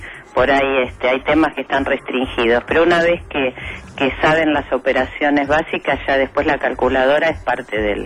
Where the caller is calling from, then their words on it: Buenos Aires, Argentina; Desde San Telmo.